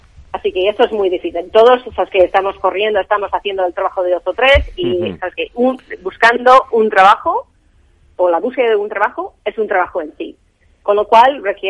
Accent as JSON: {"language": "Spanish", "country": "United States", "lives_now": "Europe", "said": "Porque yo, uh-huh. obviamente, soy americana y tenemos otro modelo ahí"}